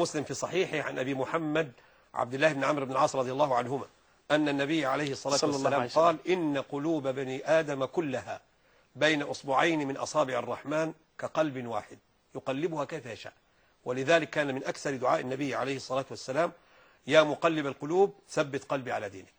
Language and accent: Arabic; Egypt; يعني عندنا في مصر هنا